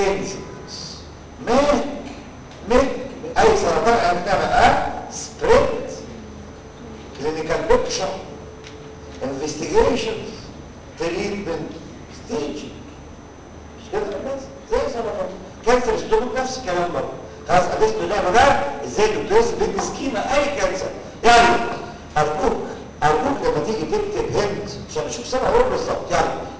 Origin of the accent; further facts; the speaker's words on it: Egypt; هل انا كمصري